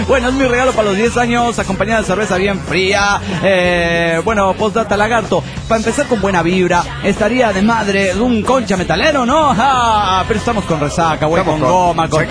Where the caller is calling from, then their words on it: Santa Fe, Argentina; de Santa Fe, República Argentina.